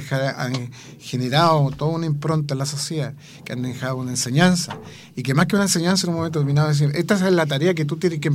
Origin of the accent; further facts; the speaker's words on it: Talcahuano, Biobío, Chile; Nacido y criado en Talcahuano.